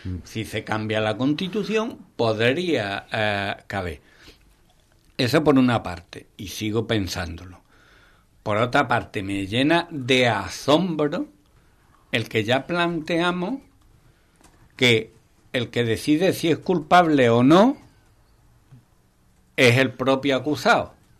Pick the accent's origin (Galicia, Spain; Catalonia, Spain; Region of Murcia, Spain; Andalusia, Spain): Andalusia, Spain; Yo soy andaluz y Andalucía es mi tierra.